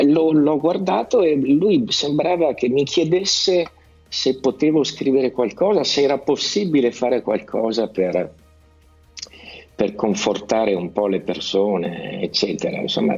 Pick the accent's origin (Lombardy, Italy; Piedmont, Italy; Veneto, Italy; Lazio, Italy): Lombardy, Italy; accent: Milanese; poi fatto scattare la cosa del milanese, cioè del dialetto. Io tra l'altro non avevo mai cantato nel mio dialetto